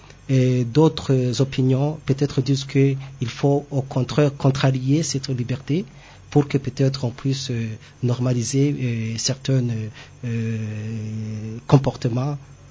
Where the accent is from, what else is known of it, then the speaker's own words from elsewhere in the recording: Burundi; même ici chez nous au Burundi, dans notre culture.